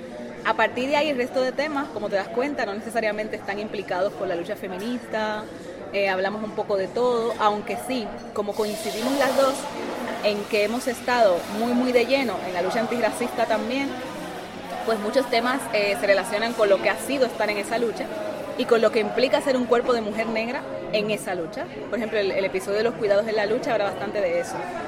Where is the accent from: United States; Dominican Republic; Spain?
Dominican Republic; porque somos dominicanas y al fin y al cabo no hemos tenido que aprender el idioma.